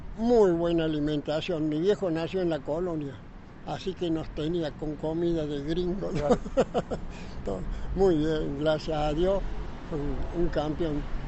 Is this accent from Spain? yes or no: no; Huerta Grande, Córdoba, Argentina; born there; Y en Huerta Grande, en realidad. Porque mi papá y mi mamá... mi abuelo fue un prócer en Huerta Grande y había hecho ya una casa acá